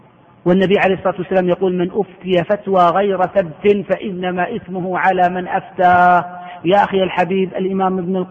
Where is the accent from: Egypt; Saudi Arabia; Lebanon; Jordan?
Saudi Arabia; العقوبة عندنا في السعودية 6 أشهر سجن وفصل من العمل